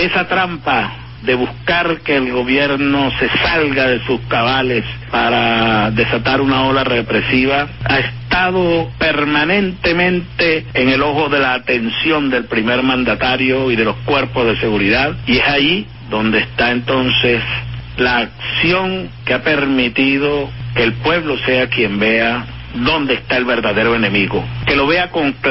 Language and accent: Spanish; Venezuela; Es una cadena que nos reconcilia, nos reconforta como venezolanos.